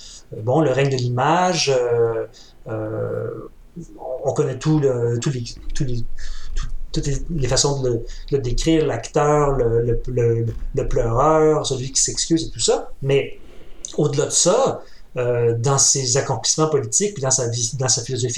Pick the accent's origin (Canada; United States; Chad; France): Canada; Quebec; Oui, j'ai mon passeport canadien, mais tu sais, je suis pas un Canadien anglais, là, je suis un Québécois.